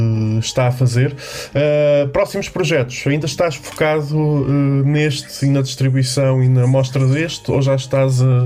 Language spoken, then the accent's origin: Portuguese; Aveiro, Portugal; now in Lisbon, Portugal; Sim, estou em Lisboa, mas sou de Aveiro.